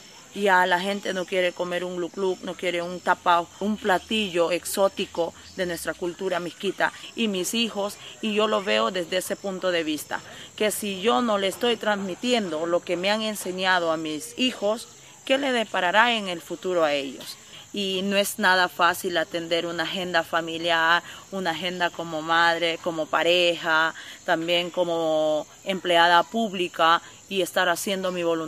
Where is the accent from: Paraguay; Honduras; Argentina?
Honduras; Soy indígena misquito de Honduras